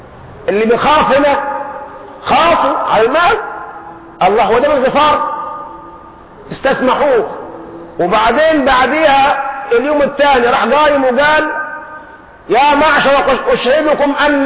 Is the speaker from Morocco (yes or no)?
no; Egypt; لكن احنا كشعب مصري جعلنا الصرمة أكرمكم الله بيسموها البرطوشة القديمة